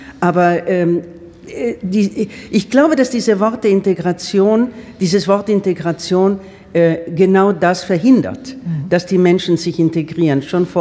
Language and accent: German; Turkey; German is a second language; Ich bin Türke und ich bleibe Türke und ich rede aber gerne Deutsch